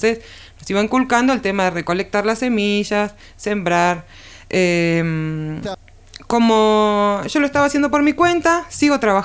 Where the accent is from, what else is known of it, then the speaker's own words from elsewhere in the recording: Buenos Aires, Argentina; born there; moved away as an adult; now in Villa Las Rosas, Argentina; yo nací en Capital Federal, en Buenos Aires. En el año 2011 me voy a vivir a Tras la Sierra, a Villa Las Rosas